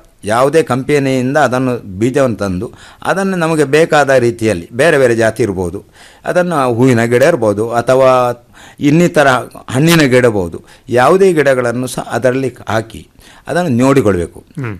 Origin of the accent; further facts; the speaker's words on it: Uppala, Kerala, India; ನಂದು ಉಪ್ಪಳ, ಕಾಸರಗೋಡು ತಾಲೂಕಿನ ಉಪ್ಪಳ ಬಂದಿಯೋಡ್ನ ಕುಬಣೂರು ಎಂಬಲ್ಲಿ.